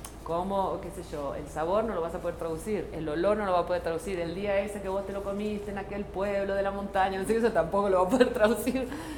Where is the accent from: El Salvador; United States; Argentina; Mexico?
Argentina; now in Barcelona, Spain; yo vivo en Barcelona, aunque se nota que no soy, que soy argentina, pero bueno, vivo en Barcelona.